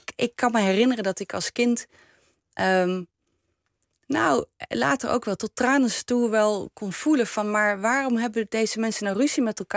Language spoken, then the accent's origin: Dutch; Groningen, Netherlands; accent: Leidse R; also born or lived in Leiden; En nou, ik ben in Groningen opgegroeid met een Friese naam. En ik had een Leidse R, want ik was in Leiden geboren. Dus in Leidse R ben je in Groningen een kakker.